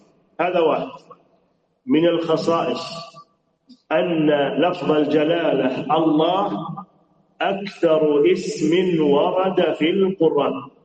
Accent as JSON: {"language": "Arabic", "country": "Saudi Arabia", "said": "زي بلادنا السعودية"}